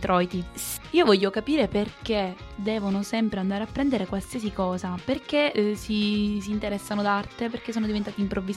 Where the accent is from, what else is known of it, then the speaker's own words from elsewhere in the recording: Sicily, Italy; basta rimarcare sempre questa cosa che sono siciliana